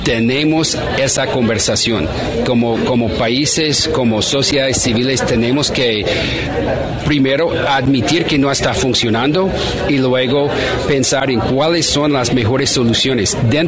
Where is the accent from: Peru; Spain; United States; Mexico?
United States; pero para nosotros y para mí en particular, siendo estadounidense